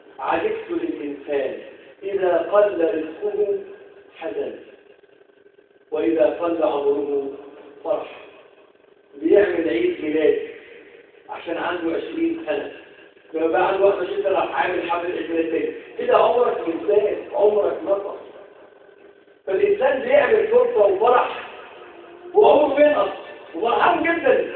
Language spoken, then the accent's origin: Arabic; Egypt; احفظ بلدنا مصر وسائر بلاد المسلمين اجمعين يا رب العالمين.